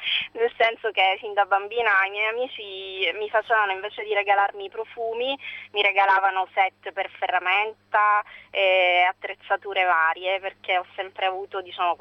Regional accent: Sicily, Italy; la mia nonna si chiamava Rosalia, però essendo troppo regionale mi avrebbero subito identificato come siciliana doc.

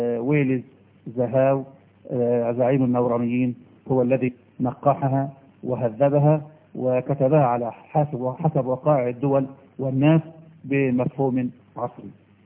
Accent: Egypt; إحنا مصريين عقولنا متربية

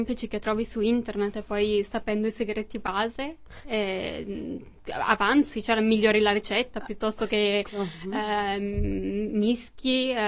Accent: Bergamo, Lombardy, Italy; now in Brussels, Belgium; Sì, vengo da Bergamo.

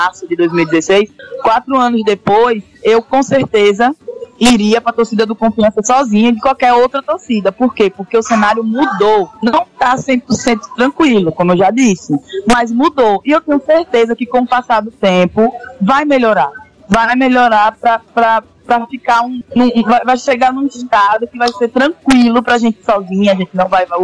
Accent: Rio de Janeiro, Brazil; Porque eu sou carioca

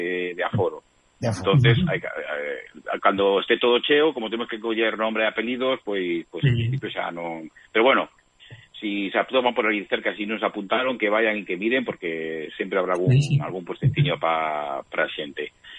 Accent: Galicia, Spain; Porque al final somos galegos, pero vivimos en Cataluña

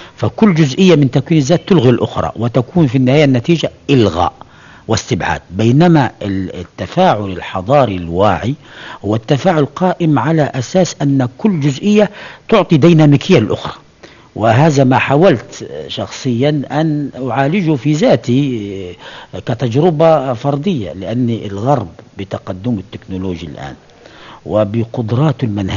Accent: Upper Egypt, Egypt; وأنتمي إلى قرية المتواضعة في هذه البلاد العربية مصر في أقصى الصعيد

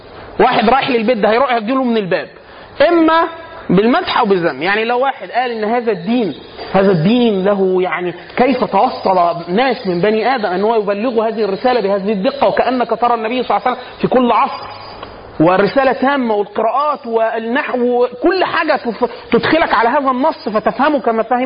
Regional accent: Upper Egypt, Egypt; now in Cairo, Egypt; انا عشان اصلا من الصعيد مثلا

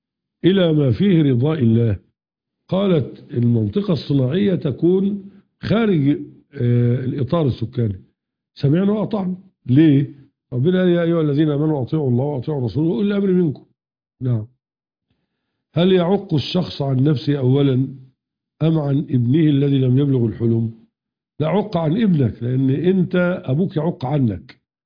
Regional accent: Egypt; أما القانون القديم كان يخالف الشريعة عندنا في مصر يعني

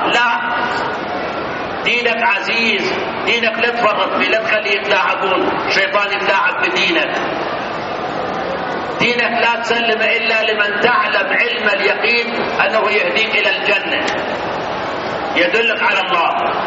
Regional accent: Iraq; moved away; إحنا سنين حقيقة هربنا أيام صدام من العراق، 32 سنة كنت هارب أنا من العراق.

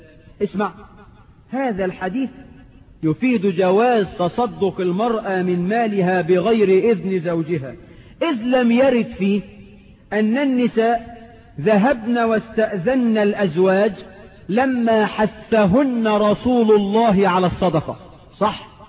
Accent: Egypt; يجوز ولا لا يجوز في عرفنا كمصريين؟

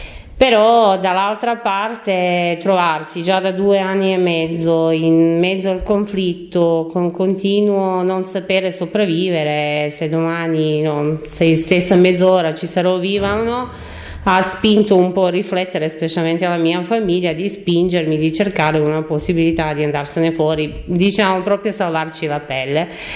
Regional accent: Mostar, Federation of Bosnia and Herzegovina, Bosnia & Herzegovina; Italian is a second language; now in Italy; Ok, allora io arrivo, sono cittadina croata, però arrivo da Mostar, che si trova in Bosnia e Erzegovina, ex Jugoslavia

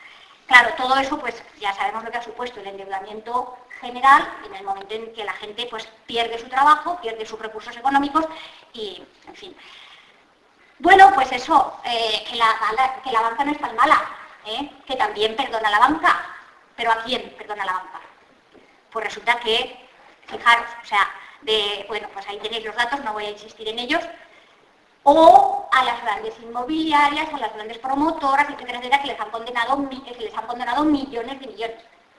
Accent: Spain; yo creo que los españoles tampoco nos merecemos. Porque somos la vergüenza de Europa.

